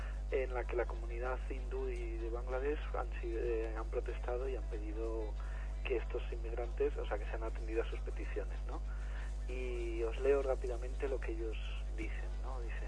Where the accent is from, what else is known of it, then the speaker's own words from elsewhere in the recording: Punjab, India; Spanish is a second language; moved away as an adult; now in Ceuta, Spain; Tengo 24 años y vengo de Punjab, ciudad de la India, capital de la región Sikh. Es un lugar pobre, dependiente de la agricultura y es muy difícil encontrar trabajo.